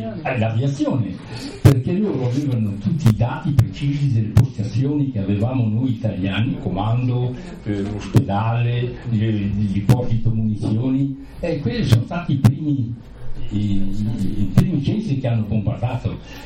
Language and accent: Italian; Trentino-Alto Adige, Italy; Ma te, sono un trentino, no?